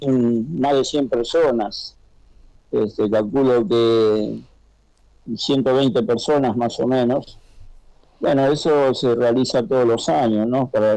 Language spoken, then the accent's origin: Spanish; San Fernando, Buenos Aires Province, Argentina; Yo, como soy de San Fernando, mucho llegaba a él